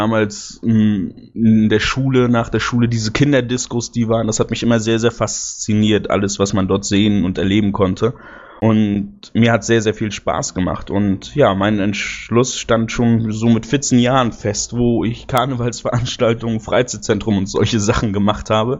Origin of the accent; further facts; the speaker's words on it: North Rhine-Westphalia, Germany; Ich komme aus der Nähe von Aachen, aus Pfalz